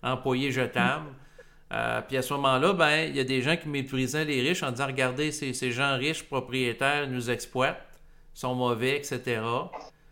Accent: Quebec, Canada; en tant que Québécois

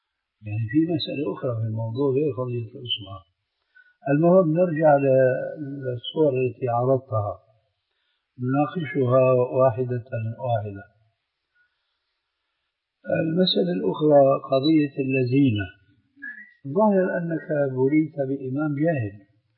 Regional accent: Syria; وهكذا عندنا في سوريا أيضا يقولون الذال الذين

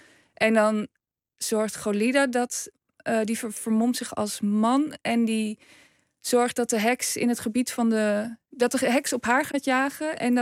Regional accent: Overijssel, Netherlands; Ik kom zelf uit Twente

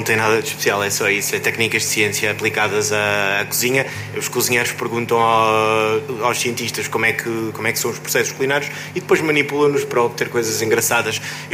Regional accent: Viseu, Portugal; Eu sou de Viseu, claramente é uma situação semelhante

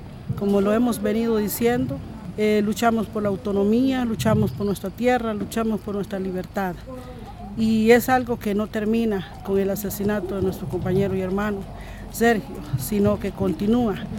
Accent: Cabagra, Puntarenas, Costa Rica; vengo del territorio de Cavagra y nos unimos aquí a manifestarnos con diferentes territorios.

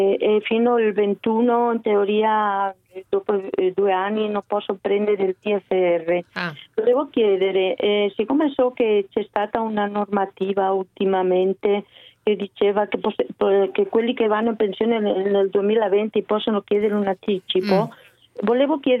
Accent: Spain; now in Venice, Italy; Sì, buongiorno, scusi, io sono spagnola

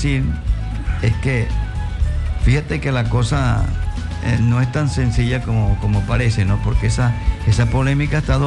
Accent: Nueva Esparta, Venezuela; como involucra a Margarita, mi tierra.

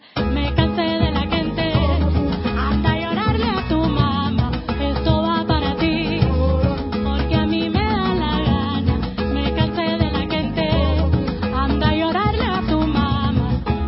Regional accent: Cuba; moved away; Cuando yo vine de Cuba, me sorprendió mucho es la manía de quejarse que vi aquí

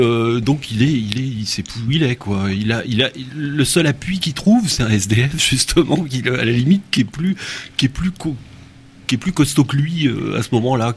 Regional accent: Quimper, Brittany, France; born there; je suis né à Quimper, ma mère est de Camaret, c'est une fille de Camaret

